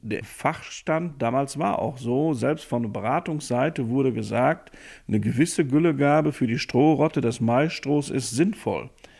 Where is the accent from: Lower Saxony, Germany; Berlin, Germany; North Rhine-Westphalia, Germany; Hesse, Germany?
North Rhine-Westphalia, Germany; Hörstel; ich komme aus Hörstel, das ist im Kreis Steinfurt im Münsterland.